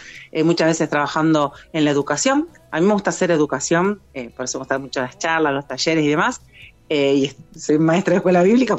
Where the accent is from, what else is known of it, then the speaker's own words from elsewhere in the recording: San Lorenzo, Santa Fe, Argentina; now in Funes, Argentina; En Funes, estoy a 4 cuadras del aeropuerto de Rosario. Soy de San Lorenzo, soy oriunda de San Lorenzo, la ciudad histórica de San Lorenzo.